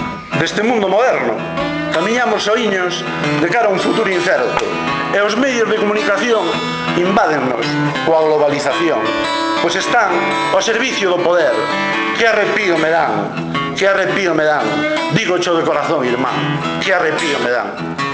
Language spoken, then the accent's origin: Galician; Galicia, Spain; first language Galician; Falo de castelán ao José, porque eu co José falo castelán. Con todo o día falo galego, pero como fala castelán, sabes? Escápome. E jódeme mogollón, porque eu son galego parlante.